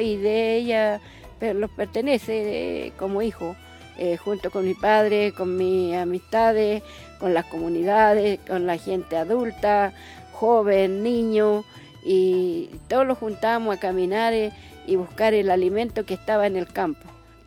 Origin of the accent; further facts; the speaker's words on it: Chile; Yo soy mapuche, soy de Chile. Y yo como mapuche, en mi lugar donde vivo, yo nací mapuche. Me crié mapuche